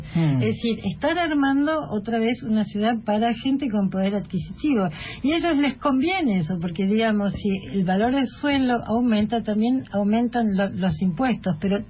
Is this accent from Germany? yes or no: yes; Germany; Yo me crié mucho en Alemania y extrañaba mucho, no extrañaba mucho Buenos Aires